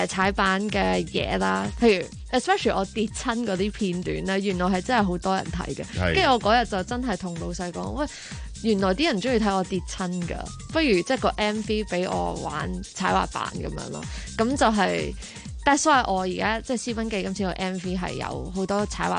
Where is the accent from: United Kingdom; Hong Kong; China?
United Kingdom; 但是那时候是为什么我会即是我在英国那边长大啦，那时候就他们成日都会过来英国开 band show， 那我就是这样接触到他们的音乐咯。